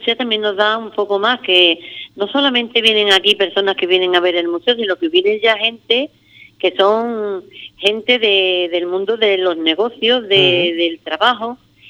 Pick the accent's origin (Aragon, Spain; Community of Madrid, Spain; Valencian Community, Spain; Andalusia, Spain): Andalusia, Spain; Ubrique; que mi pueblo tuviera algo específico y especial que se pudiera visitar con ese arraigo y con esa gusto, ¿no?, de que la gente pueda comprender lo que es la historia de Ubrique